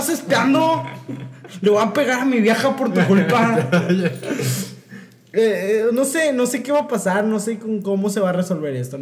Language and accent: Spanish; Monterrey, Nuevo León, Mexico; yo era tu fan de niño porque soy regio.